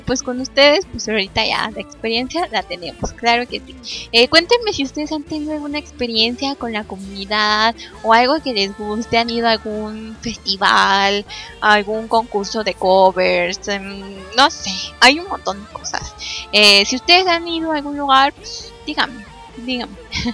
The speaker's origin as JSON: {"language": "Spanish", "country": "Mexico", "said": "yo soy de México"}